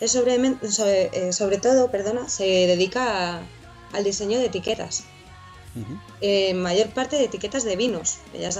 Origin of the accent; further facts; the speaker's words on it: Valladolid, Castile and León, Spain; Pues somos, yo soy de Valladolid.